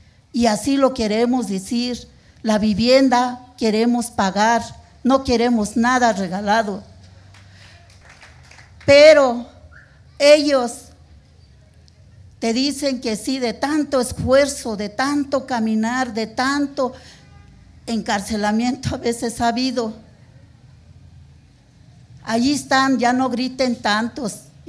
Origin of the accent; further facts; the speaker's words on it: State of Mexico, Mexico; now in Mexico City, Mexico; Soy del Estado de México, pero tengo muchos años de vivir en la Ciudad de México. Soy residente en la Ciudad de México.